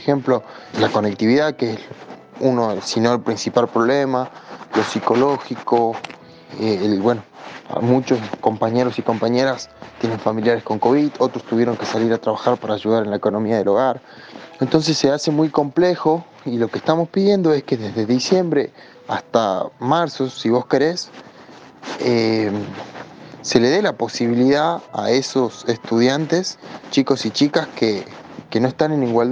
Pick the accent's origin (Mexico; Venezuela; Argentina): Argentina; El Carmen, Jujuy; soy de Jujuy, de una localidad del interior que se llama El Carmen.